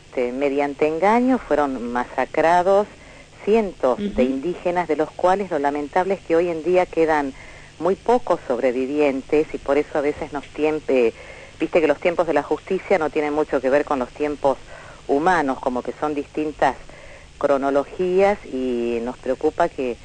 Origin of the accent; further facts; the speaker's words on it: Tucumán, Argentina; now in Formosa, Argentina; yo soy tucumana en realidad, estoy en Formosa desde hace 20 años